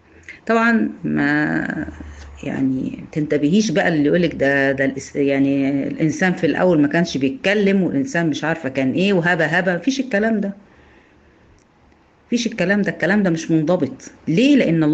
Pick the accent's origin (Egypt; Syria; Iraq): Egypt; إحنا هنا عندنا في مصر المفروض إن إحنا بنتكلم لغة عربية، لكن طبعا إحنا مش بنتكلم عربي، إحنا بنتكلم لغة عامية.